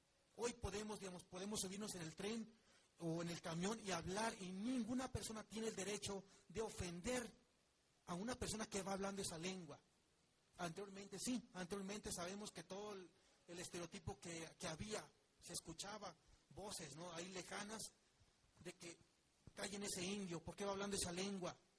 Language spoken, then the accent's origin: Spanish; Mexico; nosotros, como mexicanos, somos los principalmente obligados en conocer cuanto menos una segunda lengua más.